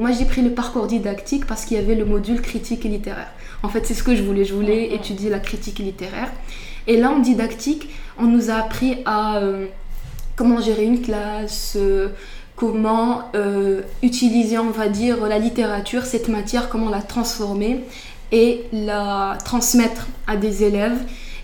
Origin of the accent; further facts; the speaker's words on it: Casablanca, Casablanca-Settat, Morocco; j'ai 21 ans, je suis de Casablanca. Je suis marocaine